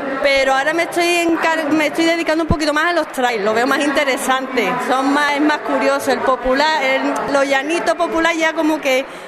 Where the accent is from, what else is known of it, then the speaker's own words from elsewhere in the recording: Puerto Real, Andalusia, Spain; Ay, que yo soy de Puerto Real, una hora y pico de viaje, niño, historia.